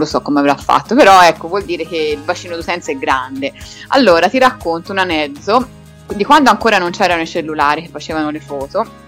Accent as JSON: {"language": "Italian", "town": "Florence", "region": "Tuscany", "country": "Italy", "said": "devo farmi bella perché sono fiorentina, capito?"}